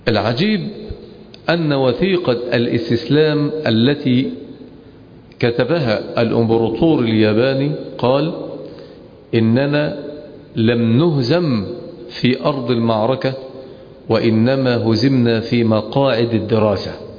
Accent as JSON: {"language": "Arabic", "country": "Egypt", "said": "وعندنا في مصر لأنها دولة متخلفة يدرسون الجودة بمعايير وقوانين"}